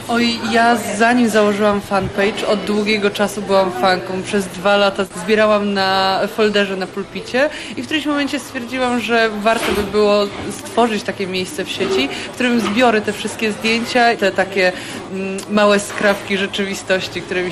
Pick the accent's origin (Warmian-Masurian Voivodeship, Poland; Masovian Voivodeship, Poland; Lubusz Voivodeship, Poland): Lubusz Voivodeship, Poland; Zielona Góra; now in Łódź, Poland; Powiem szczerze, że nie jestem z Łodzi, więc dla mnie, gdy przyjechałam do Łodzi, jestem z Zielonej Góry